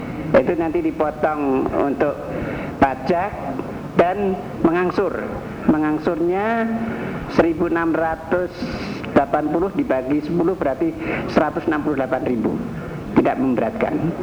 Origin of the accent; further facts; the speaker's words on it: Central Java, Indonesia; Saya dari Jawa Tengah. Jabatan saya adalah Kepala Dinas Tenaga Kerja tingkat 1 Jawa Tengah